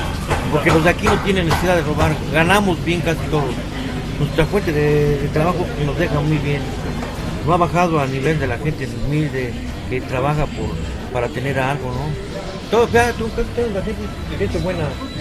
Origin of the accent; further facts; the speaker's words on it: Mexico City, Mexico; Porque aquí yo me crié en el Tepito y aquí desde que se inauguró el mercado yo soy aquí.